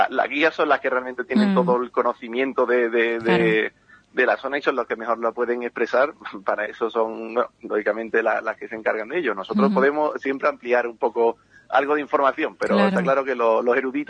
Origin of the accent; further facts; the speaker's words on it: Ubrique, Andalusia, Spain; aunque seamos romanos de Ubrique, no nos gusta encauzarnos en ningún sitio, aunque siempre llevamos Ubrique por bandera, porque somos de Ocuri, somos gitanos, claro.